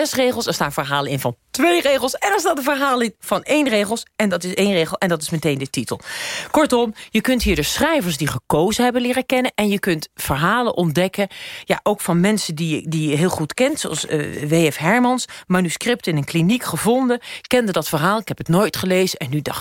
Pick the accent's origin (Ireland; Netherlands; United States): United States; Ik ben half Guatemaals, ik ben half dit, ik ben half dat. Ik ben opgegroeid in Amerika.